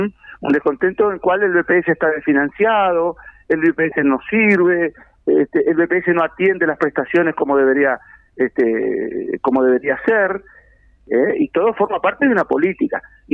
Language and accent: Spanish; Melo, Cerro Largo, Uruguay; now in Piriápolis, Uruguay; En realidad soy oriundo de Melo, Cerro Largo, y hace muchos años que estoy viviendo, sí, en Maldonado, actualmente en Piriápolis.